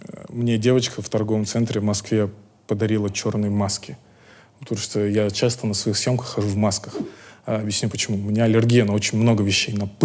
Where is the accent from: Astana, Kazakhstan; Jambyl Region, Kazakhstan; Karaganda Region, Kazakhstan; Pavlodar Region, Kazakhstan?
Astana, Kazakhstan; now in Almaty, Kazakhstan; В Астане я рос, а в Алма-Ате как-то прошла моя молодость, ну, до сих пор идет.